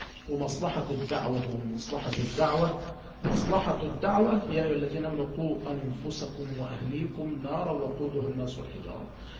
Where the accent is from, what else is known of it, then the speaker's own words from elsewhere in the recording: Mansoura, Dakahlia, Egypt; يعني عندنا في المنصورة